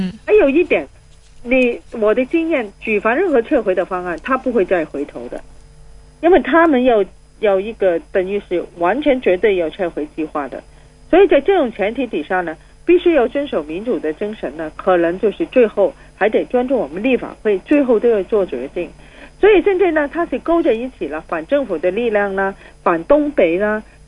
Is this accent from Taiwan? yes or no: no; Hong Kong; 没有了我们香港人原来的优点，包括法治精神，包括我们的经济繁荣，包括我们政治稳定